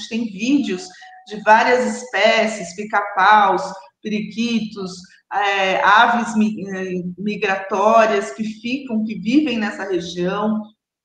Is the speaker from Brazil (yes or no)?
yes; São Paulo, Brazil; Eu sou paulistana, nasci aqui, fui criada aqui, então assim, eu conheço bem a nossa cidade, conheço vários bairros